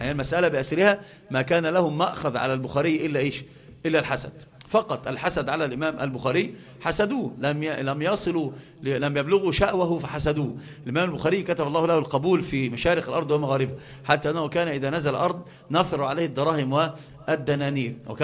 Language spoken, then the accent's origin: Arabic; Upper Egypt, Egypt; حتى عندنا في الصعيد يقسمون